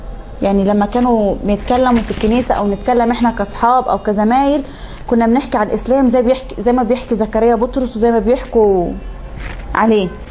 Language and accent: Arabic; Tawfiqiya, Minya Governorate, Egypt; born there; والحمد لله ربنا أنعم علي بنعمة الإسلام. أنا من مواليد التوفيقية، مركز صملوط، محافظة المنيا، مواليد يناير 93، 1/1/93.